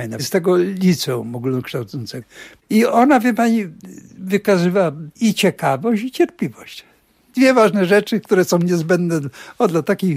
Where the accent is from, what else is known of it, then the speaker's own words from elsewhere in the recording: Września, Greater Poland Voivodeship, Poland; Ja jestem w ogóle Wielkopolaninem. Pochodzę z Wrześni, rocznik 1929, więc do chwili wybuchu wojny miałem 10 lat.